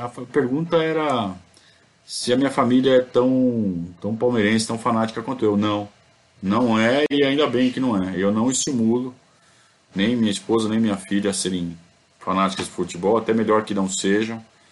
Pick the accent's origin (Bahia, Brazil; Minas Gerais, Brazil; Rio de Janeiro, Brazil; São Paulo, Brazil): São Paulo, Brazil; Sorocaba; Eu sou de Sorocaba, sou sorocabano. Desde que eu era criança, né?